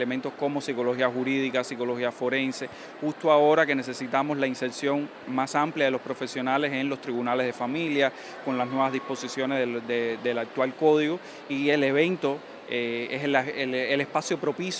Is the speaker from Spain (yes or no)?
no; Cuba; todo lo que hoy nos preocupa como cubanas, como cubanos